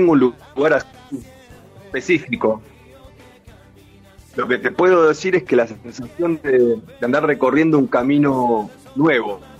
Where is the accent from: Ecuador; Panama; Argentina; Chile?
Argentina; Buenos Aires; also born or lived in Chaco; yo crecí un poco a caballo entre Buenos Aires y el Chaco, en casa de mis abuelos en el Chaco y en Buenos Aires donde nací, en Capital, en Caballito.